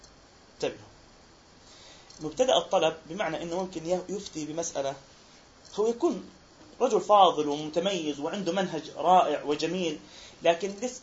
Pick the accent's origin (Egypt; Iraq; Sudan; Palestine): Palestine; يعني إحنا عندنا في فلسطين نعاني